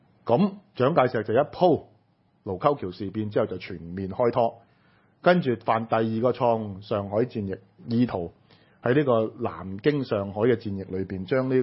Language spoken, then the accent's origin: Cantonese; Hong Kong; 呢個就係我哋香港人要面對嘅宗主國嘅政權啦。